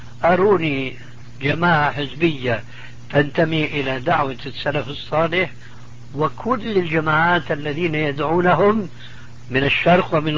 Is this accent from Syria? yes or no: yes; Syria; يا أستاذ، يقولوا عندنا في سوريا عزيز بدون قيام.